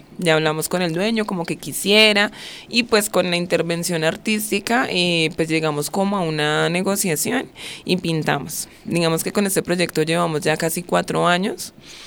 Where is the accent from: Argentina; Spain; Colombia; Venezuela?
Colombia; todos somos chicos que vivimos y pues crecimos en Ciudadela Sucre